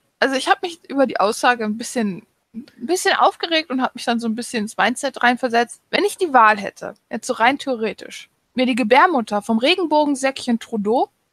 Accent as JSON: {"language": "German", "country": "Russia", "said": "Ich komme aus Russland."}